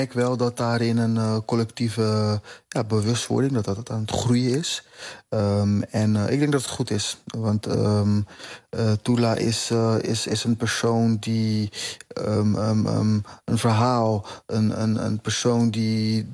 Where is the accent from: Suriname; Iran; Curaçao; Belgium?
Curaçao; now in Netherlands; En dat draagt bij aan mijn identiteit als Curaçaoënaar hier in Nederland.